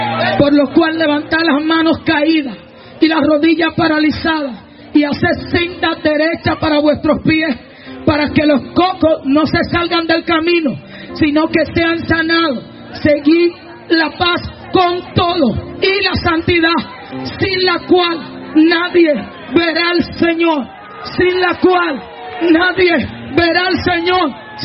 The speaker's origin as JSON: {"language": "Spanish", "country": "Dominican Republic", "said": "Oh, nada más no somos los dominicanos que tenemos un unción."}